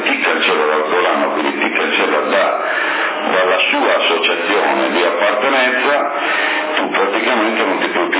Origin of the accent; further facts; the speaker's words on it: Sassari, Sardinia, Italy; Io sono di Sassari e appartengo alla sezione di Sassari